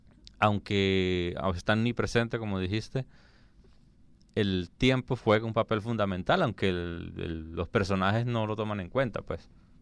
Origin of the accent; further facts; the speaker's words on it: San Cristóbal, Táchira, Venezuela; now in Caracas, Venezuela; San Cristóbal.